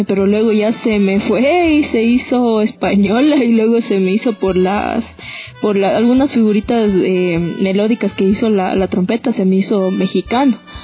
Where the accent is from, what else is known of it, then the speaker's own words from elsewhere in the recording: Riobamba, Chimborazo, Ecuador; porque yo soy de Riobamba